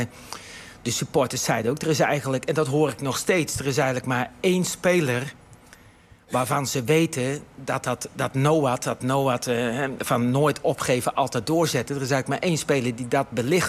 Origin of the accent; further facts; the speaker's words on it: Gorinchem, South Holland, Netherlands; Ik ben ook opgegroeid in Gorinchem in een wijk, net zoals hier nu achter het huidige NAC-stadion, een tuinzicht, hè? Sociaal allemaal even iets minder.